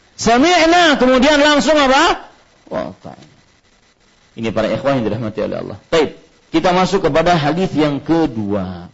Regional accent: Banjarmasin, South Kalimantan, Indonesia; dari kecil di Banjarmasin saya ingat sekali ajaran mama, tidak boleh ribut kalau orang sholat.

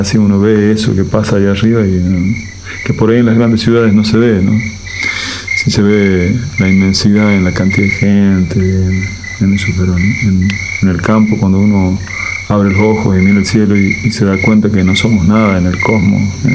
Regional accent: La Rioja, Argentina; moved away; en el año 98, yo me fui de La Rioja pensando en que estaba como encerrado, me sentía, ¿no? Muy chiquito, además tengo un amor muy grande yo por Córdoba, mis abuelos vivían ahí, conozco desde la infancia

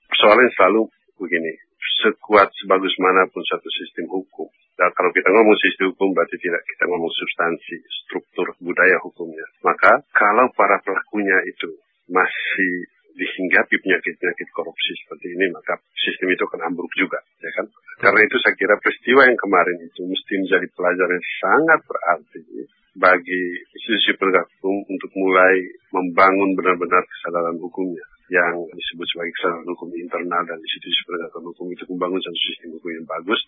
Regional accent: West Nusa Tenggara, Indonesia; macam di kampung saya di NTB

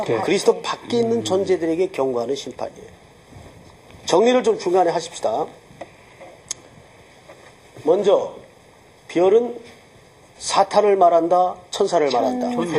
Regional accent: Daegu, South Korea; 저는 이제 어릴 적 시절을 대구에서 살았는데

